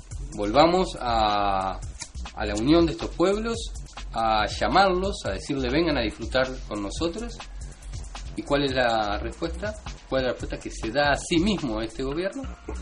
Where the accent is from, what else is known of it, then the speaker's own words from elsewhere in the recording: Uruguay; vengan, aquí estamos, somos uruguayos y estamos dispuestos a protegerlo.